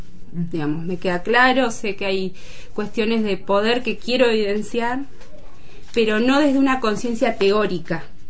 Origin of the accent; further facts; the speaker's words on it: Zapala, Neuquén, Argentina; born there; also born or lived in La Plata; now in Neuquén, Argentina; Nací en Zapala en 1977, mis viejos empleados públicos del Hospital de Zapala. En el 97 viajé a La Plata a estudiar letras. Volví en el 2006, previo un viajecito por Perú para terminar una licenciatura.